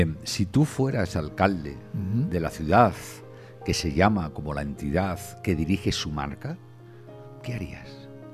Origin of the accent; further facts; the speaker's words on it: Santander, Cantabria, Spain; Yo soy de Santander. Hay veces que en determinados países yo a la gente le digo que soy de la ciudad que se llama como el banco.